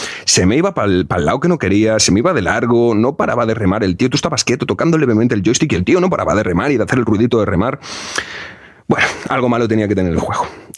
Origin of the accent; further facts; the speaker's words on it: Galicia, Spain; es de Coruña, es de Galicia, es de mi tierra